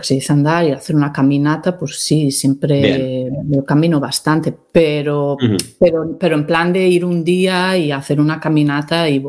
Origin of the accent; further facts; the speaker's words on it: Pontevedra, Galicia, Spain; Yo en mi vida había visto un peregrino pasando por Pontevedra. Cuando era pequeña, cuando estaba creciendo tal en Pontevedra, ni veíamos peregrinos